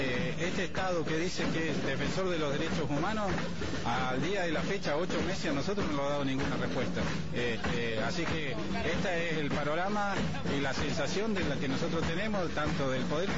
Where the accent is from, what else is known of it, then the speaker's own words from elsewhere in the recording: Bariloche, Río Negro, Argentina; De Bariloche